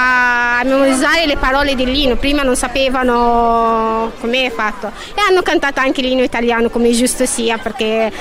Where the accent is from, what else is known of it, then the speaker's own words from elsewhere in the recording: Egypt; Italian is a second language; now in Italy; sono egiziana, sono qua in Italia da 10 anni